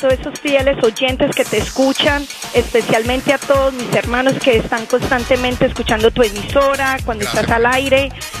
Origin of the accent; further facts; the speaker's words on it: Medellín, Antioquia, Colombia; De Medellín.